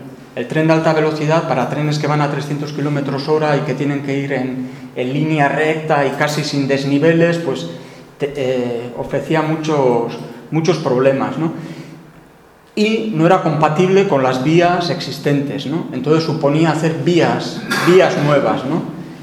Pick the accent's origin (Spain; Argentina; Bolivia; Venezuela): Spain; Tolosa, Basque Country; aunque el sector papelero, yo vengo de Tolosa, pues se fue a pique, ¿no?